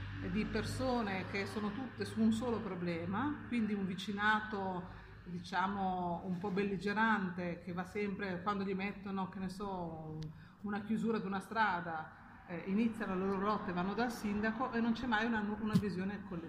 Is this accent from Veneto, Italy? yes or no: no; Reggio Emilia, Emilia-Romagna, Italy; Ad esempio a noi, io vengo da Reggio Emilia, ci hanno tolto le circoscrizioni